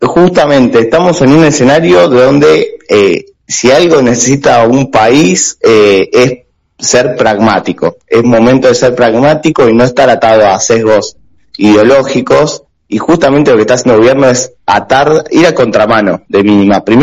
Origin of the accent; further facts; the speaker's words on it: Argentina; Ahora, como argentinos, como ciudadanos de pie